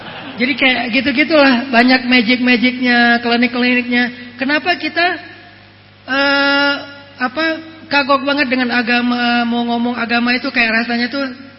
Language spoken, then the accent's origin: Indonesian; Sumatra, Indonesia; saya orang Sumatera, mau nikahin cewek Jawa